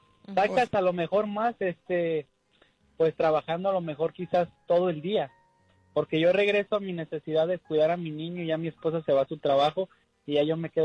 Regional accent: Guadalajara, Jalisco, Mexico; Ah, de Guadalajara, Jalisco.

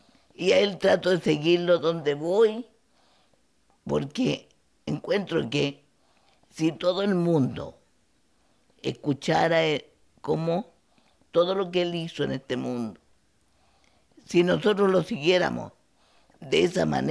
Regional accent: Osorno, Los Lagos, Chile; Yo soy de Chile, de una provincia del sur de Chile, de Osorno.

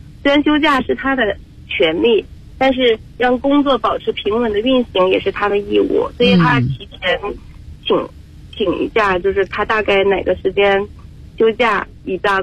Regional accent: Shandong, China; 啊，我是山东人。

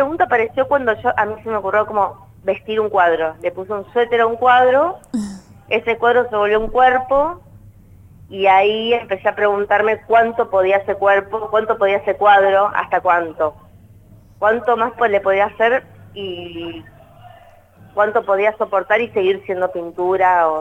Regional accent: Punta Alta, Buenos Aires Province, Argentina; also born or lived in Bahía Blanca; Yo soy de Bahía Blanca. Va, estudié en Bahía Blanca, pero soy de una ciudad que es cercana a Bahía Blanca, está más Punta Alta. Y así que bueno, viví ahí.

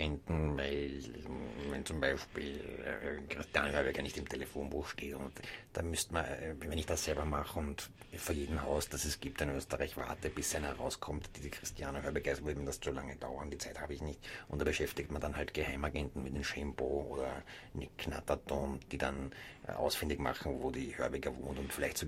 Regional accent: Trentino-Alto Adige, Italy; als Italiener, das passt vielleicht vom Reisepass her, aber ich bin vom Gemüt her definitiv ein Südtiroler.

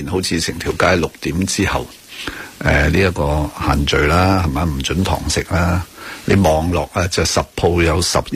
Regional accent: Hong Kong; 我哋香港人算系自己争气㗎啦。

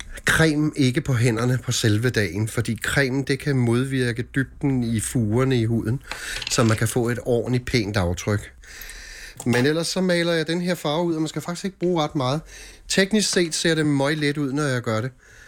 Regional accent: Copenhagen, Capital Region of Denmark, Denmark; vi er ude på Amager i en, hvad kan vi kalde det, ældre bolig lejlighed. Og mit barndomshjem var ved Søerne i København, ved Bartolinsgade.

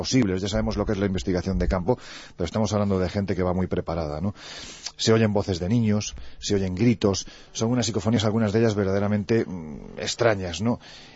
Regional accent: Andalusia, Spain; Ya sé que soy andaluz sin gracia.

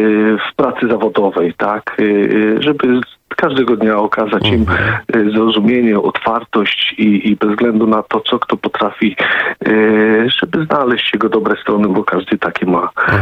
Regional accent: Elbląg, Warmian-Masurian Voivodeship, Poland; niedaleko od domu, ja z Elbląga, także godzina 10 minut tak.

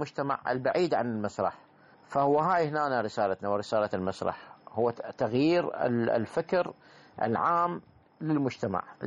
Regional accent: Iraq; احنا عندنا بالعراق

